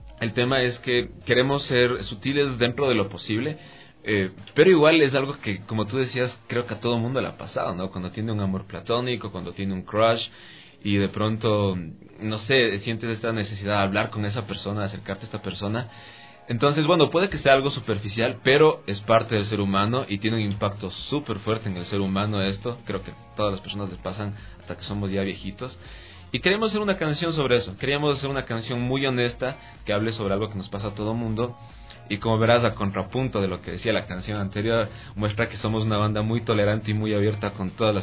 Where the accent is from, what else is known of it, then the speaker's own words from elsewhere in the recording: Latacunga, Cotopaxi, Ecuador; Yo soy de Cotopaxi, soy de la Tacunga de por ahí. Entonces, sí, de hecho recién nomás llegué acá.